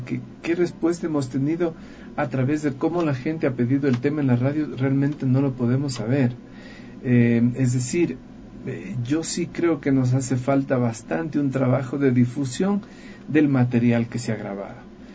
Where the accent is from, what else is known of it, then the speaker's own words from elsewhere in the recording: Loja, Ecuador; a cantar en mi ciudad Loja. Soy de la ciudad, nací en Loja.